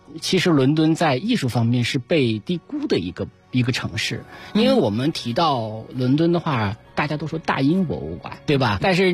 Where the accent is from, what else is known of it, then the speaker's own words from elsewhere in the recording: China; 他可能也看着我是个中国人